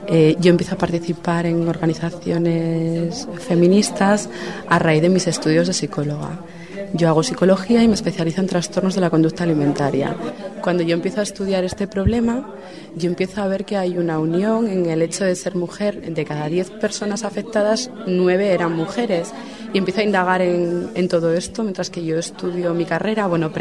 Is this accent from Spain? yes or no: yes; Arriondas, Asturias, Spain; Soy de un pueblo de 3.000 habitantes, pues para Arriondas.